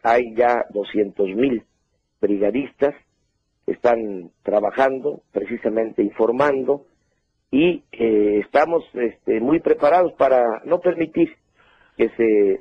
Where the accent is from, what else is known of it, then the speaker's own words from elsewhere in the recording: Mexico; Somos los mexicanos muy comunicativos.